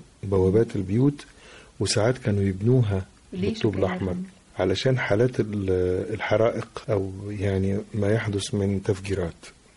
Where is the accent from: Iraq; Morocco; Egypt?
Egypt; Tanta, Gharbia; وقتها كنت في بلدي طنطا